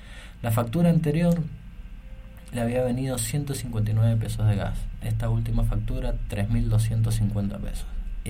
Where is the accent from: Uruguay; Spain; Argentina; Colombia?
Argentina; Nosotros como usuarios, como argentinos, como pueblo, debemos saber cuánto